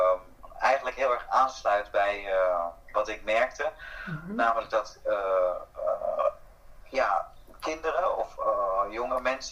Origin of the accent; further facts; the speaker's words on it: Pasto, Nariño, Colombia; Dutch is a second language; Ik kom uit het zuiden van Colombia, Pasto. En Pasto is een van de armste gebieden van Colombia.